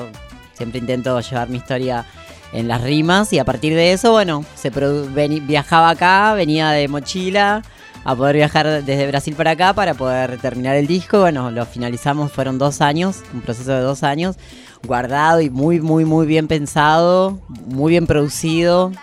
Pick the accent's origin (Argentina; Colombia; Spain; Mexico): Argentina; Allen, Río Negro; yo soy de todos los lugares, pero... nací en Patagonia, en Río Patagonia. Negro, Nallen.